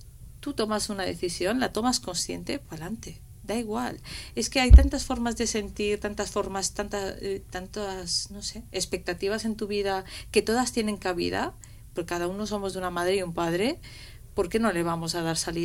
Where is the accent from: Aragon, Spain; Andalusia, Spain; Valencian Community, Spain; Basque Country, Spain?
Valencian Community, Spain; Gandia; now in Madrid, Spain; Yo soy de Gandía, entonces digo, si no, aquí en Madrid ser madre soltera es imposible. Sé que me tengo que volver a Valencia.